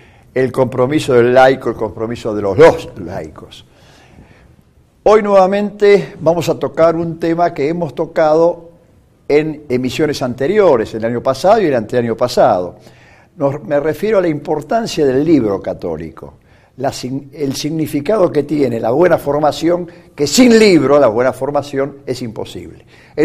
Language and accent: Spanish; Villa Ballester, Buenos Aires Province, Argentina; Recuerdo, sí, recuerdo. Somos ambos de Villa Ballester.